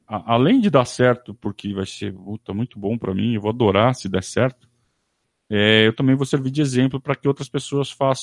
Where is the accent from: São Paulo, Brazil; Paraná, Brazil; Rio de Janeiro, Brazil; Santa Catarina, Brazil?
São Paulo, Brazil; Sorocaba; lá de Sorocaba também, da minha terra, né? Adoro Sorocaba. Onde eu nasci, cresci.